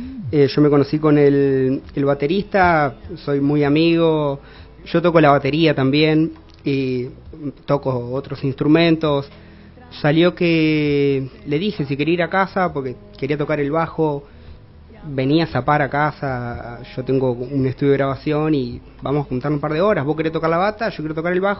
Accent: Concordia, Entre Ríos, Argentina; now in Santa Fe, Argentina; yo soy de Concordia. Viste, todos paramos acá en Santa Fe

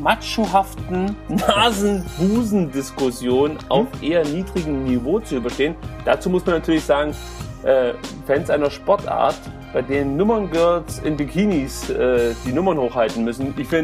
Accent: East Germany, Germany; Ich komme aus dem Osten und da sagen wir machen uns ein Pussing.

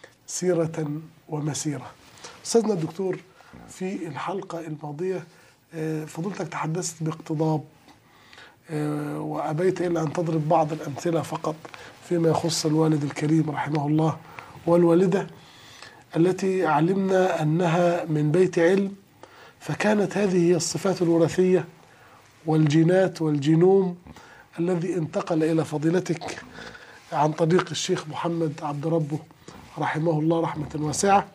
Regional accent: Upper Egypt, Egypt; انا عشان صعيدي عدتها

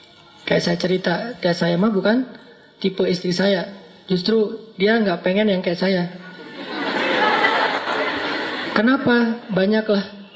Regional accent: Aceh, Indonesia; Karena beda culture antara Jawa sama Sumatera. Sumateranya Aceh pula. Yang di kampung saya itu memang markasnya GAM juga. Jadi kita terbiasa ngomongnya teriak-teriak.

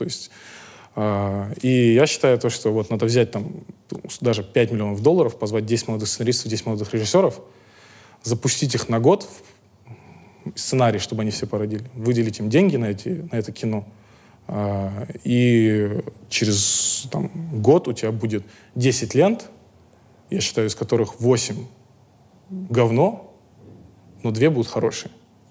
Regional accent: Astana, Kazakhstan; now in Almaty, Kazakhstan; В Астане я рос, а в Алма-Ате как-то прошла моя молодость, ну, до сих пор идет.

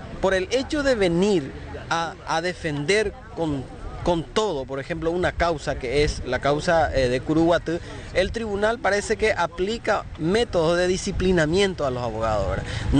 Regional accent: Alto Paraná, Paraguay; Nosotros venimos del Alto Paraná, 3 abogados, ¿verdad?

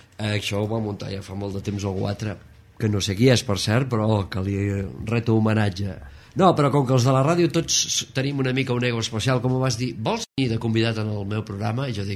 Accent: Caldes de Malavella, Catalonia, Spain; born there; tinc 51 anys, vaig néixer a Caldes de Malavella un 21 d'agost de 1959, estic molt content d'haver nascut al poble de l'Aigua Calenta

